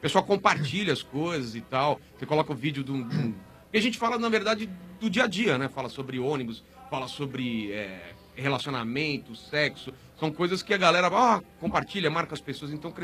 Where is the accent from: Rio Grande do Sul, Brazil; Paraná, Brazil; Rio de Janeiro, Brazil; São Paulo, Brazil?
São Paulo, Brazil; eu sou lá do ABC, não sei se alguém conhece o ABC. Eu sou de um bairro bem zoado lá, que era o bairro Assunção.